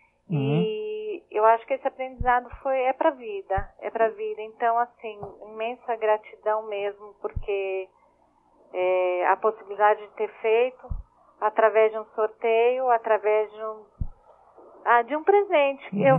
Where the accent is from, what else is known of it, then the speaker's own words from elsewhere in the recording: Mogi das Cruzes, São Paulo, Brazil; Eu sou de Mogi.